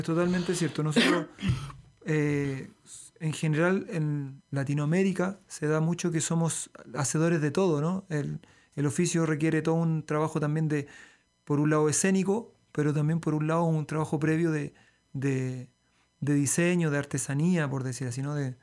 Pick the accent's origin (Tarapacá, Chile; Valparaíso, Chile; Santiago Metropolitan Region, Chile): Santiago Metropolitan Region, Chile; Santiago; Soy chileno, de Santiago de Chile.